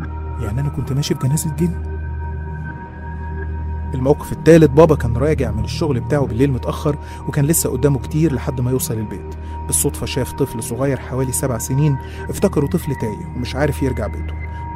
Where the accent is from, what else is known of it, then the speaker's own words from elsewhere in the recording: Qena Governorate, Egypt; احنا أصلا من الصعيد من محافظة قنا، والمواقف اللي هحكيها دي حصلت كلها هناك